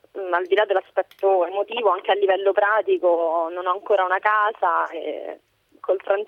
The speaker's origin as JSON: {"language": "Italian", "town": "Rome", "region": "Lazio", "country": "Italy"}